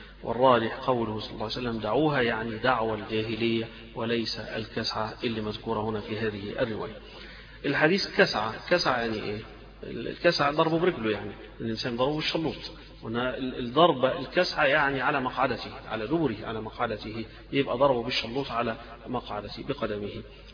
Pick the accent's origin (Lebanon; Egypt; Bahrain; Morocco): Egypt; Alexandria, Alexandria Governorate; إحنا اسكندرانية نضربوا الصعيدة، نضربوا البحرية